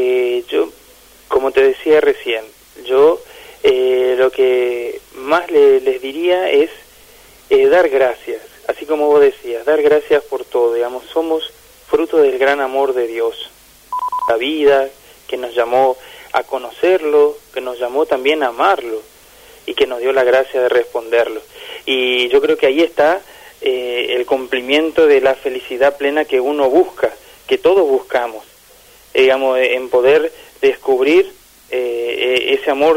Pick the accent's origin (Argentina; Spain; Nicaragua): Argentina; Formosa; mi parroquia de origen, ahí que yo soy de Formosa, de la parroquia Virgen del Rosario.